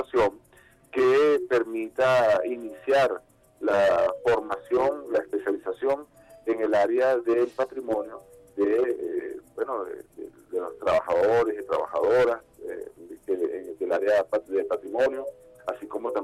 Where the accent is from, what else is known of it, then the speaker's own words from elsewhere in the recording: Venezuela; nos identifica como venezolanas, como venezolanos